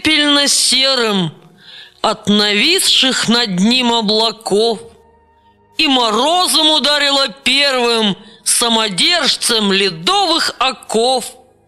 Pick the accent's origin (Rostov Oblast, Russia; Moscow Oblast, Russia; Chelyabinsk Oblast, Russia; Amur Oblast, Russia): Moscow Oblast, Russia; born there; Родился я в Подмосковье, а живу на маленьком хуторе во Владимирской губернии.